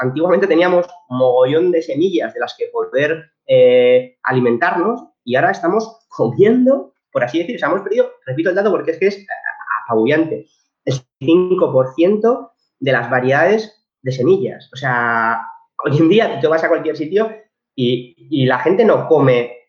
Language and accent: Spanish; Community of Madrid, Spain; pero los que somos madrileños, pues sabemos lo que es la extrema derecha auténtica